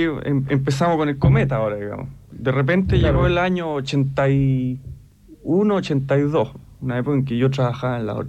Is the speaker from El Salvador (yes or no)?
no; Chile; me vine para Chile. De vacaciones me vine a Chile porque yo estaba bastante lanzado allá, digamos. Me vine de vacaciones y me quedé en mi tierra, pues. Me gustó mi tierra.